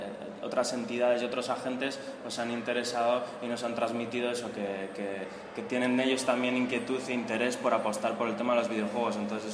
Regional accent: Vitoria-Gasteiz, Basque Country, Spain; born there; yo soy nacido en Gasteiz

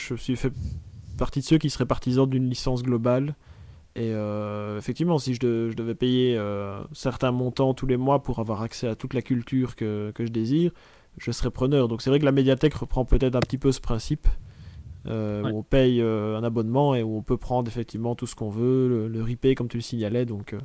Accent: Liège, Wallonia, Belgium; accent: Liège; Oui, j'ai l'accent de Liège.

